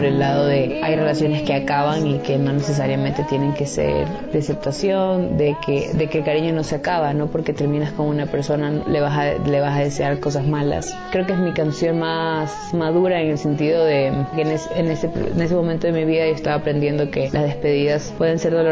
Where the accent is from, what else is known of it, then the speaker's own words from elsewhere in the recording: Ecuador; soy cantautora ecuatoriana.